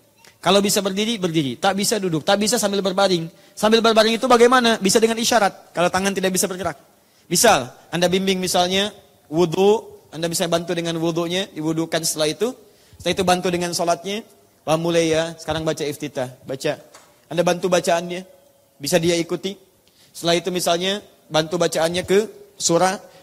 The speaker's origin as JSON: {"language": "Indonesian", "town": "Surabaya", "region": "East Java", "country": "Indonesia", "tie": "born there", "lives_now": "Jakarta, Indonesia"}